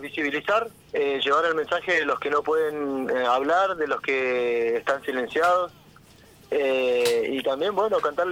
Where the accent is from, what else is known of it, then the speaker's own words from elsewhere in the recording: Junín de los Andes, Neuquén, Argentina; somos de Junín de los Andes, al sur del Neuquén, en la Patagonia Argentina. Vivimos en este Gualmapu que, bueno, nos ofrece un poco de todo